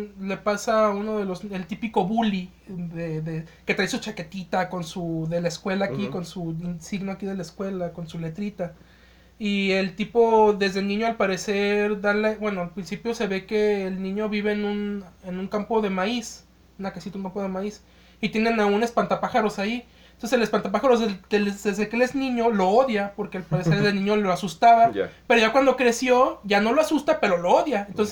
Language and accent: Spanish; Mexico; nosotros vemos todo de nuestra burbujita como mexicanos